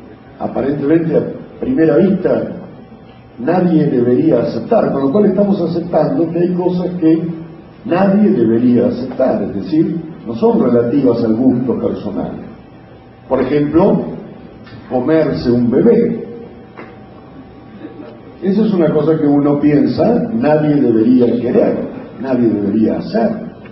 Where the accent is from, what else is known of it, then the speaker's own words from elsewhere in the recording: Argentina; accent: porteño; Estoy hablando en porteño, en argentino, discúlpenme, pero soy argentino.